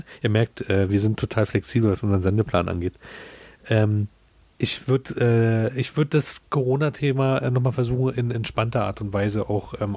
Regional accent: Germany; Du, ich bin in der DDR groß geworden.

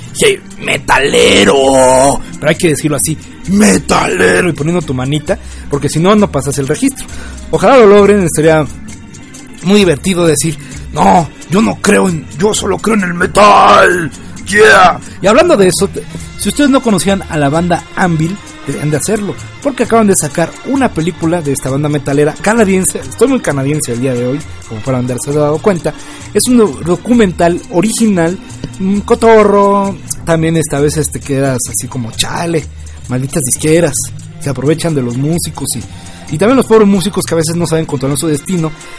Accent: Mexico; Así es, celebrando que somos mexicanos, no somos del Bicentenario.

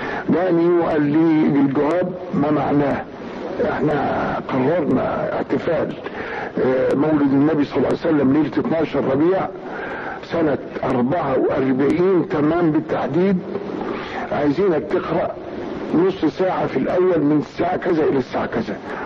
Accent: Tanta, Gharbia, Egypt; ومن هنا انا نشأت في طنطا. وبعد ما تخرجت من القرية حفظا وتجويدا وقراءة رحت طنطا.

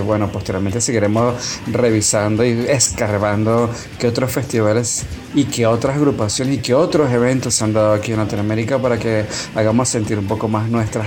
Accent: Venezuela; si son como nosotros, venezolanos, si tienen algún primo por allá tirado, es momento de visitarlos

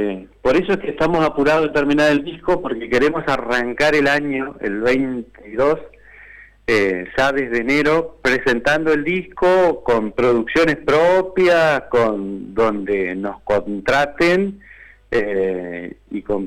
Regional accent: Gualeguay, Entre Ríos, Argentina; Yo soy entrerriano, de Gualeguay, entonces en la región de Entre Ríos la chamarrita es un ritmo folclórico

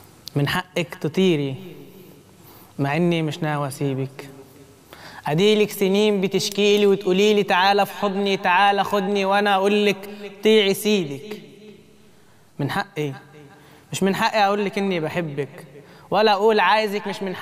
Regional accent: Faiyum, Faiyum Governorate, Egypt; now in Cairo, Egypt; أنا من الفيوم، فدلوقتي نقلت القاهرة هنا

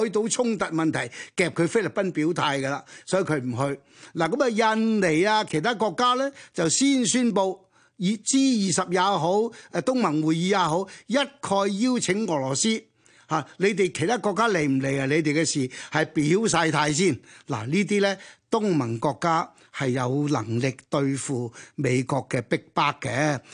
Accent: Hong Kong; 因为上次世界大战，我哋香港人一个经验。

